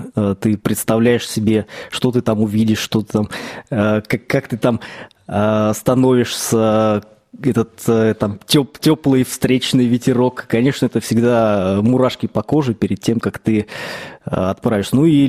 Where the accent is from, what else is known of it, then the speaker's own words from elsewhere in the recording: Palekh, Ivanovo Oblast, Russia; Я сам родился в Палихе.